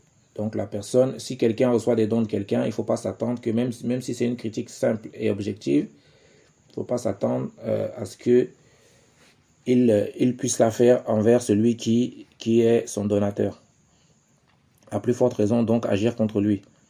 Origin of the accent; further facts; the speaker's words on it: Cameroon; ici chez nous au Cameroun